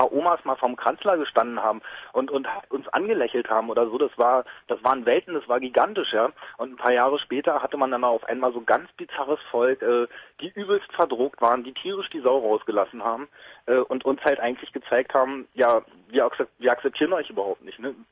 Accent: West Berlin, Berlin, Germany; ich habe meine als Westberliner ja auch irgendwo meine Geburtsstadt mit der Wiedervereinigung verloren.

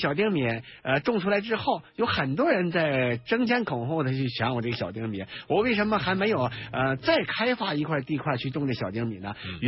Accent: Wuchang, Heilongjiang, China; 我呢得自我介绍一下，我是来自黑龙江五常民乐

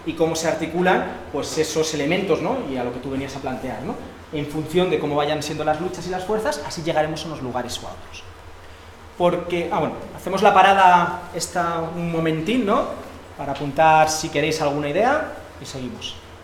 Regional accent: Madrid, Community of Madrid, Spain; Madrid, de donde yo vengo

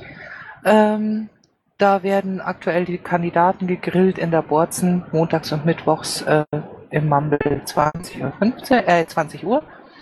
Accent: Bavaria, Germany; weil ganz nebenher bin ich ja auch aus Bayern, ne?

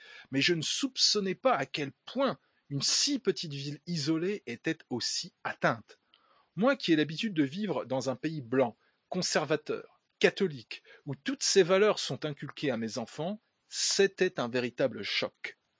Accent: Oloron-Sainte-Marie, Nouvelle-Aquitaine, France; moved away as an adult; j'ai 34 ans et je suis originaire d'Oloron, Sainte-Marie, une petite ville rurale du sud-ouest de la France, proche de la frontière espagnole et de la ville de Pau. Une petite ville de 10 000 habitants.

